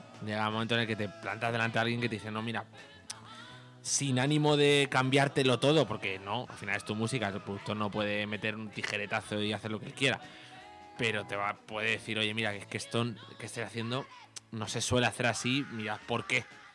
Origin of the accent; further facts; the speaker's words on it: Alcalá de Henares, Community of Madrid, Spain; es que nosotros somos de Alcalá de Henares y Camarma es una localidad que está cerquita de Alcalá de Henares